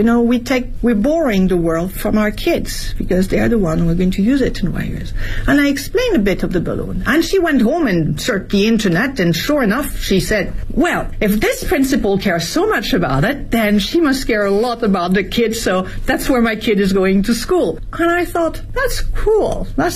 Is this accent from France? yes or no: yes; France; English is a second language; now in Beijing, China; My environment, as I was growing up in France, we never would have questioned it.